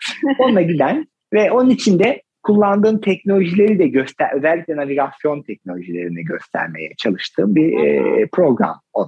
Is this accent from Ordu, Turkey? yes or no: yes; Ordu, Turkey; Mesela yakın zamanda Ordu'ya gitmiştim. Dedim ki arkadaşlar bakın bu oradan şimdi işte bizim köyümüze gidenler, ben normalde oralıyım